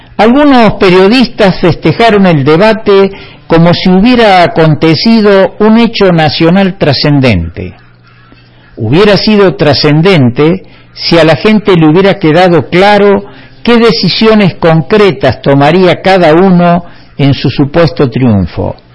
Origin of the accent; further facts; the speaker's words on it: Argentina; Somos conscientes los argentinos que en las competencias debiera ganar el mejor y no esperar ver perder al peor.